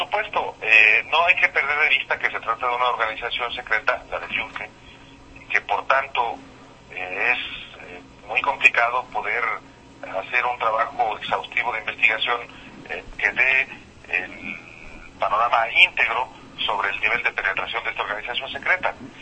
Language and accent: Spanish; Jalisco, Mexico; en estados como del que yo soy, de Jalisco o en Guanajuato, donde me encuentro ahorita por cuestiones familiares.